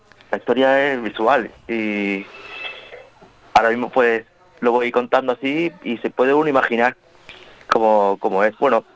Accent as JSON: {"language": "Spanish", "town": "Vélez-Málaga", "region": "Andalusia", "country": "Spain", "tie": "born or raised there", "said": "en el Centro de Arte Contemporáneo de Vélez Málaga, aquí en mi pueblo"}